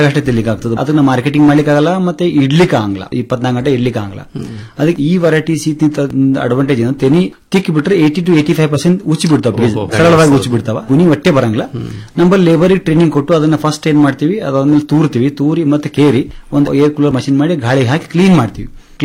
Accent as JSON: {"language": "Kannada", "town": "Tengli", "region": "Karnataka", "country": "India", "tie": "born or raised there", "said": "ಮೂಲತಃ ಟೆಂಗ್ಳಿ ಗ್ರಾಮದವನು."}